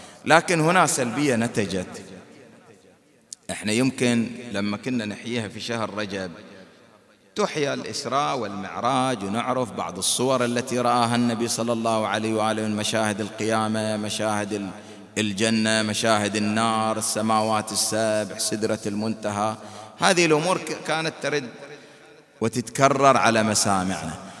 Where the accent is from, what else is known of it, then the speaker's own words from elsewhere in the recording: Bahrain; حينما كان من المعروف والمشهور عندنا في البحرين